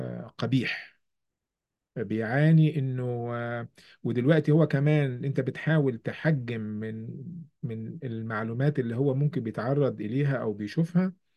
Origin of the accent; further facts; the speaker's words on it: Egypt; now in New York, United States; إحنا في نيويورك، وخلفيتي أنا من كمصري وعربي ومسلم